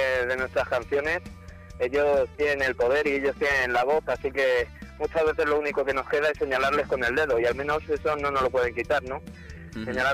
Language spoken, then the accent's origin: Spanish; San Sebastián de los Reyes, Community of Madrid, Spain; Nosotros, dos miembros del grupo, somos de San Sebastián de los Reyes, que está pues en la provincia de Madrid